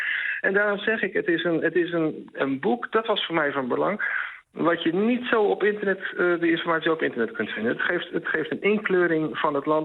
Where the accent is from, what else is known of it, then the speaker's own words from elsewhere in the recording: Netherlands; Ik denk dat als Nederlander word je een beetje opgevoed